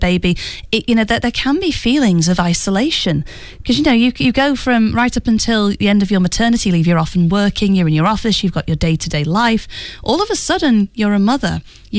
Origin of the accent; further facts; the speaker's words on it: United Kingdom; it's also one that involves my home country, the UK.